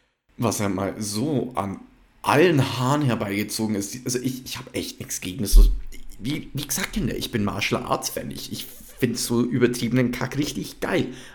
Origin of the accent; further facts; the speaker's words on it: United States; Ja, ich muss außerdem auch noch sagen Monarchie, weil ich bin ja auch Amerikaner, also.